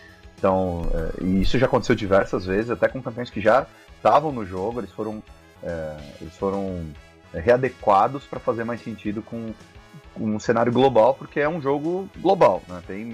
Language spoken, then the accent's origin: Portuguese; Brazil; Então, eu sou daqui, eu cresci aqui no Brasil